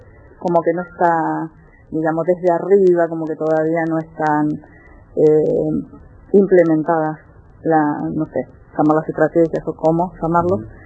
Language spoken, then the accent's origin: Spanish; Argentina; Y tenemos que mostrarle al mundo la manera de, como patria, como persona, como argentino.